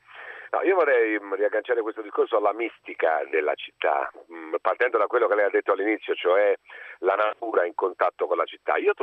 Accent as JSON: {"language": "Italian", "town": "Florence", "region": "Tuscany", "country": "Italy", "lives_now": "Rome, Italy", "said": "io vivo a Trastevere, sono fiorentino ma vivo a Trastevere"}